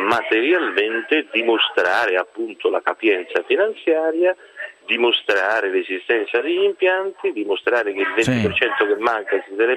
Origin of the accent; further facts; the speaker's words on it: Rome, Lazio, Italy; Ora io penso solo una cosa, no, da romano, da italiano